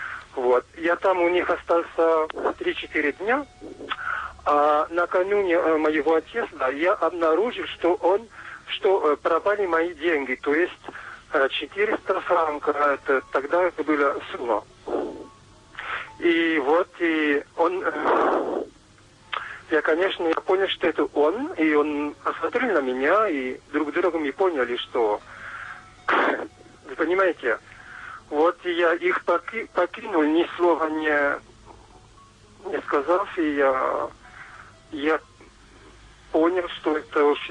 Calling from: Toulouse, Occitania, France; Russian is a second language; Я звоню из Франции, из юга Франции, Тулуза, рядом с Тулуза. Извините, я по-русски плохо говорю.

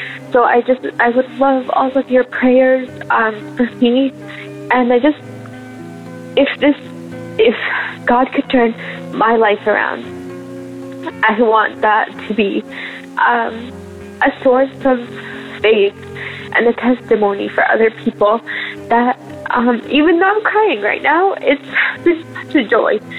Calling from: Canada; I'm calling from Canada.

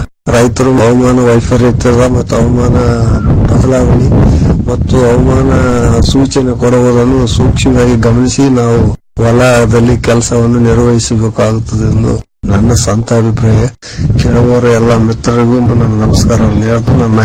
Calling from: Angadakal, Karnataka, India; ರಾಯಚೂರು ಜಿಲ್ಲೆ ದೇವದುರ್ಗ ತಾಲೂಕು ಅಂಗಡಕಲ್ ಗ್ರಾಮದ … ಮಾತನಾಡುತ್ತೀವಿ.

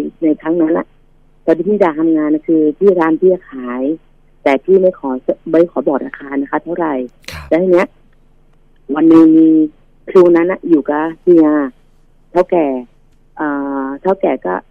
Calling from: Chai Nat, Thailand; มาจากชัยนาทค

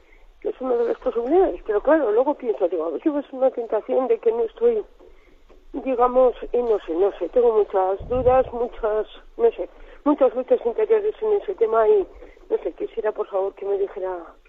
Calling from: Logroño, La Rioja, Spain; de Logroño.

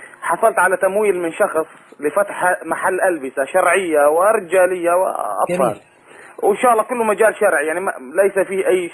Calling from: Syria

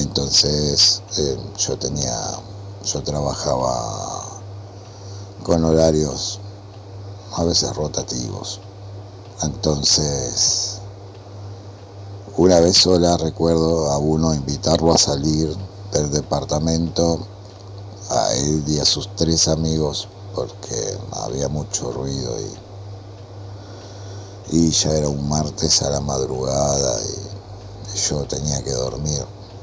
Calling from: Lanús, Buenos Aires Province, Argentina; de Lanús y bueno, recuerdo que un tiempo viví en un lugar tipo, podríamos decir, conventillo

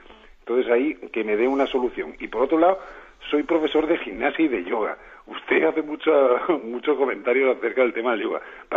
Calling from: Málaga, Andalusia, Spain; de Málaga.

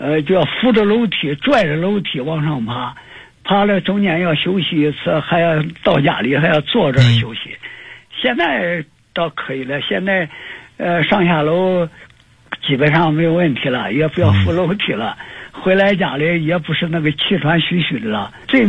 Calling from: Nanjing, Jiangsu, China; 我是南京的

